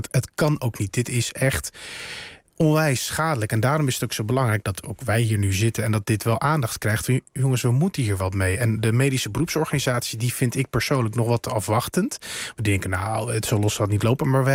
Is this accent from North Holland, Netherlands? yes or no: yes; North Holland, Netherlands; Ja, weet je, ik kom uit het Gooi.